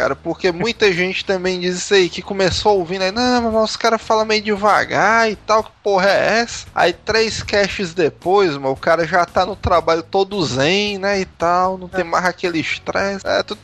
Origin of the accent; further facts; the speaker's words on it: Paraná, Brazil; sou do interior do Paraná